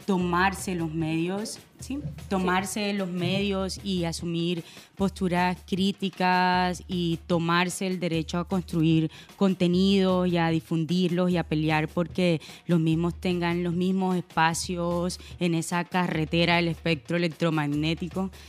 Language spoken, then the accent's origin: Spanish; El Carmen de Bolívar, Bolívar, Colombia; born there; Para todas las personas que nos están escuchando, yo nací en el Carmen de Bolívar, la región de los Montes de María, norte de la...